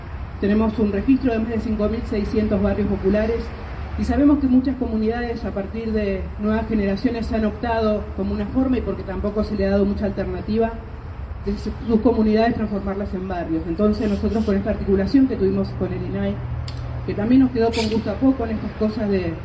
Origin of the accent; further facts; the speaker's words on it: Argentina; sino de quienes salimos del monte, de la selva y hoy somos argentinos y argentinas